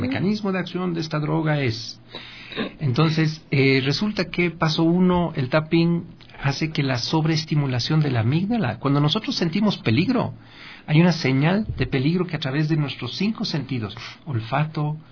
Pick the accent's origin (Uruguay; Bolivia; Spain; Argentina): Bolivia; now in Ecuador; Pero, ¿cómo soy boliviano? Somos Comunidad Andina de Naciones, es todo.